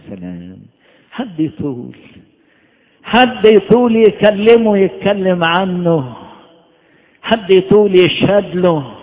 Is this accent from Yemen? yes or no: no; Upper Egypt, Egypt; عندنا في الصعيد